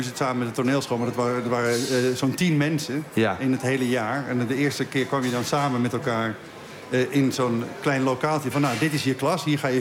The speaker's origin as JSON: {"language": "Dutch", "town": "Beverwijk", "region": "North Holland", "country": "Netherlands", "said": "Ik had het schooltoneel gedaan, maar dat stelde bij ons in Beverwijk niet heel veel voor."}